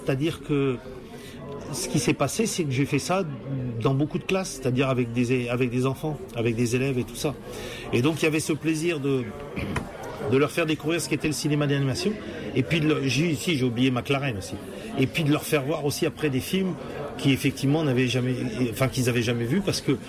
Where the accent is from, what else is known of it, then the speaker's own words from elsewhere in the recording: Hauts-de-France, France; Je suis Picard, moi, hein, je t'annonce.